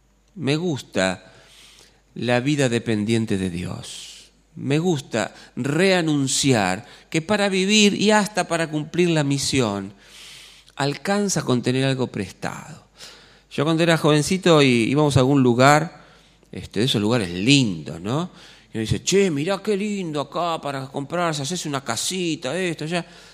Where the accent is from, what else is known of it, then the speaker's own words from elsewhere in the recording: Buenos Aires, Argentina; Soy un argentino que además vive en Buenos Aires, todo esto que me da identidad, pertenencia.